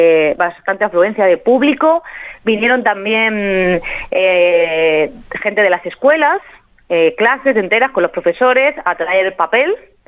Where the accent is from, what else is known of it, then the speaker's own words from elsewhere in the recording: Cuenca, Castilla-La Mancha, Spain; now in La Pampa, Argentina; De España, de Cuenca, una ciudad chiquitita.